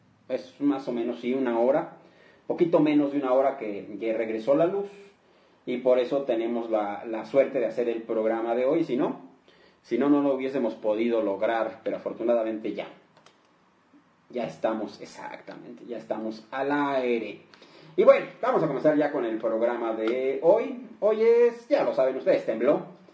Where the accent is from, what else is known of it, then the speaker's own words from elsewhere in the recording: Mexico; porque así somos los mexicanos, somos gente de muy buen humor